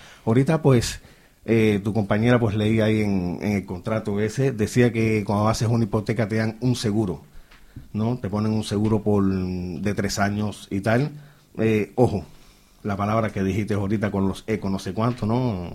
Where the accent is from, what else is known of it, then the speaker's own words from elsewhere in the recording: Catalonia, Spain; moved away; somos de Cataluña, pues no, vinimos para aquí porque los alquileres más baratos